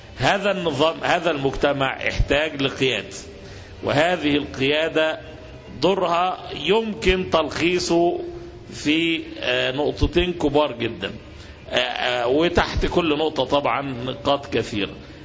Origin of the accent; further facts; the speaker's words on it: Egypt; يعني احنا عندنا في مصر عندنا زراعة، عندنا شواطئ يعني البحر المتوسط والبحر الاحمر